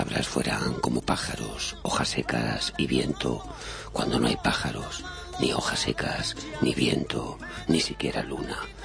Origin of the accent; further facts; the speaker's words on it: Zaragoza, Aragon, Spain; que yo soy de Zaragoza